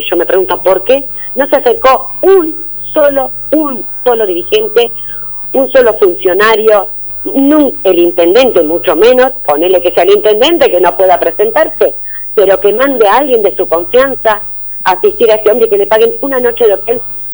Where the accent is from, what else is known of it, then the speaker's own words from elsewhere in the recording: Corrientes, Argentina; ¿Pero qué tiene que ver que sea correntino?